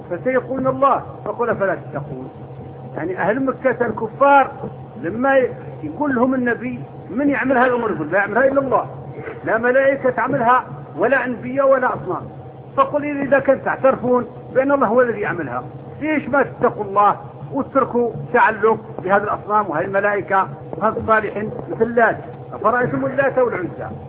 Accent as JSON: {"language": "Arabic", "country": "Morocco", "tie": "born there", "also_born_or_lived": "the East", "said": "أنا ولدت في المغرب لكن طول عمرنا في الشرق، ذهبت وأنا ابن 18 سنة"}